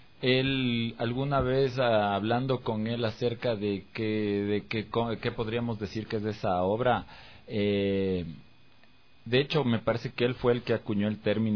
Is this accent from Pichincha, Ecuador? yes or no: yes; Quito, Pichincha, Ecuador; Yo soy de Quito. Soy súper de Quito.